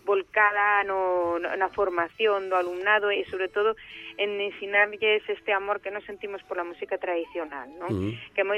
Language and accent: Galician; Galicia, Spain; eu son das Rías Baixas, entón estou moi acostumada, pois, eso, a un estilo concreto